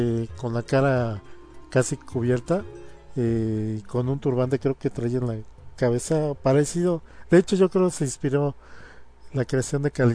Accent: Mexico; soy de México, y pues yo tengo la perspectiva de cómo hemos visto el anime en México

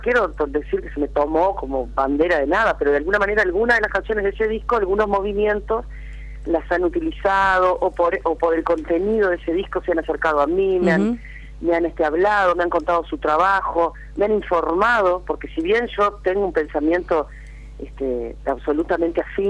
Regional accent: Paysandú, Uruguay; also born or lived in Montevideo; me siento muy uruguaya, ¿no? Me siento sobre todo litoraleña, yo soy de Paysandú, uh-huh. A pesar de haber vivido muchos años en Montevideo, no pierdo ese sentimiento de mi río

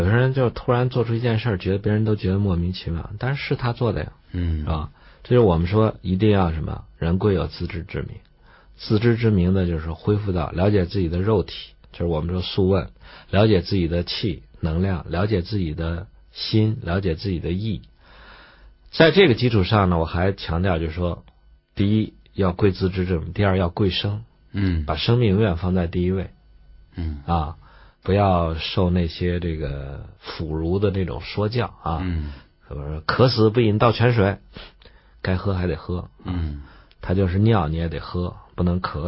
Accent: China; 唤醒我们中国人骨子里的那个贵族意识

